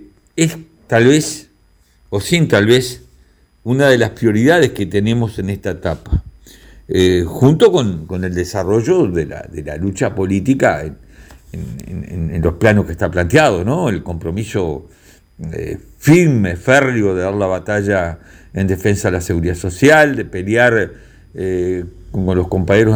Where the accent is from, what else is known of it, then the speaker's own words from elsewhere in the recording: Uruguay; Sentimos que nos siguen tomando el pelo como pueblo uruguayo.